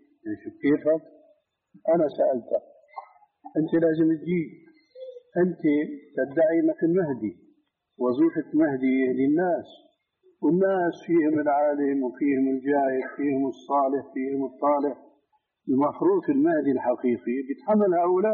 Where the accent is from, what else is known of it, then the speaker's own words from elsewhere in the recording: Damascus, Damascus Governorate, Syria; قال لي ناس عندنا في دمشق